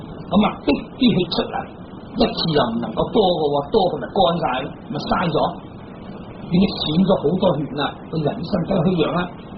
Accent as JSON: {"language": "Cantonese", "country": "China", "said": "我哋中國人啊，就係中國人啊嘛。"}